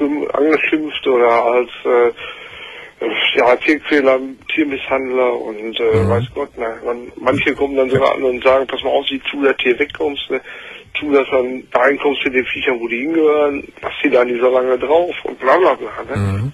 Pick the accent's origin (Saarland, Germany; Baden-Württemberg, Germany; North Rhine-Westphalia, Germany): North Rhine-Westphalia, Germany; Dortmund; von meinem Heimatort Dortmund